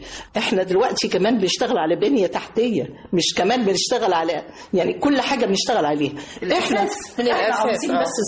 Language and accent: Arabic; Egypt; بموت في مصر، بحب مصر. انا مصر، انا من مصر، انا بنت.